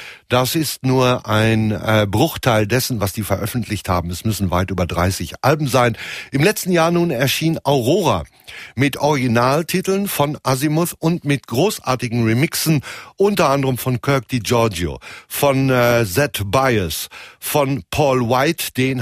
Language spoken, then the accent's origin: German; North Rhine-Westphalia, Germany; wenn ich als Westfale grundsätzlich eher skeptisch bin und meine Zweifel habe